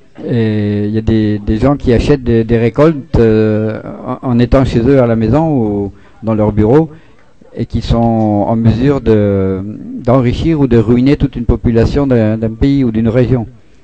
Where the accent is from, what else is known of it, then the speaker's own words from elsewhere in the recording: Grand Est, France; Moi, je suis Lorrain, c'est qu'il y a déjà plein d'échanges entre l'Allemagne et la Lorraine